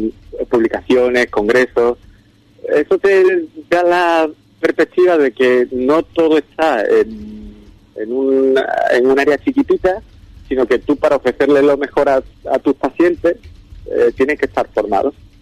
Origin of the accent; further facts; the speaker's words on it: Ubrique, Andalusia, Spain; moved away as an adult; also born or lived in Seville; yo salí de Ubrique en el 2000, Fui para Sevilla